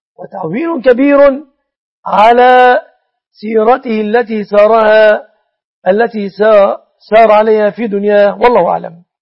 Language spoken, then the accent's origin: Arabic; Egypt